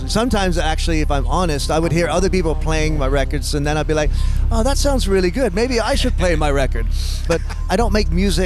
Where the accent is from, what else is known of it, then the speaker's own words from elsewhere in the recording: Detroit, Michigan, United States; You know, I grew up in the Detroit area, so I'm a Midwest kid